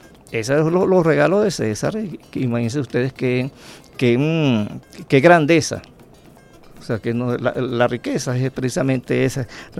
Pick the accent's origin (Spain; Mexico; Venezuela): Venezuela; lo que nos hacen ser como somos, venezolanos, echa para adelante